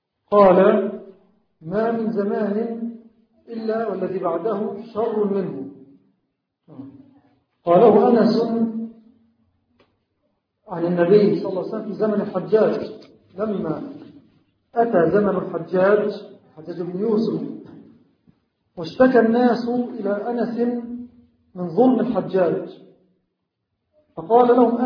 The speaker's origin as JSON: {"language": "Arabic", "country": "Egypt", "said": "هذه الأيام كما هو معلوم تمر بلدنا مصر بأحداث مؤسفة"}